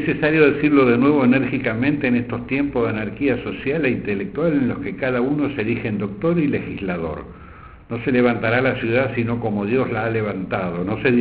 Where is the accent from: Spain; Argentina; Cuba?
Argentina; es nuestro deber como católicos y como argentinos.